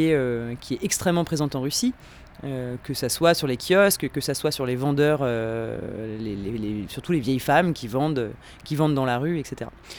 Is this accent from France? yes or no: yes; Lyon, Auvergne-Rhône-Alpes, France; born there; moi je suis née à Lyon. D'ailleurs, j'habite à Lyon, donc c'est un peu, je suis aussi un peu nomade parce que je vis dans les trains.